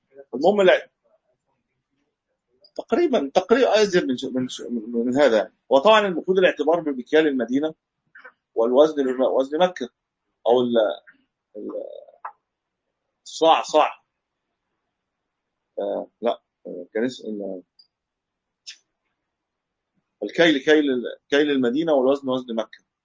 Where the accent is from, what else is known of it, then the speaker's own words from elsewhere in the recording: Egypt; يعني انا ما اعلم له اسم عندنا في مصر